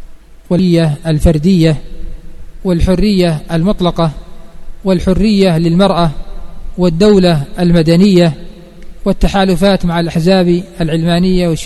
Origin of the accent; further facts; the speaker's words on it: Yemen; فلا يخفى ما حصل قبل 94 عندنا في اليمن،